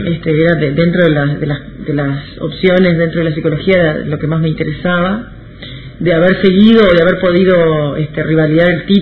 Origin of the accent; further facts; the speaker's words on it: Paysandú, Uruguay; also born or lived in Montevideo; yo soy de Paysandú, del interior, y me tuve que volver a Paysandú porque pasaba en Montevideo sin clases y mis padres me llevaron otra vez para allá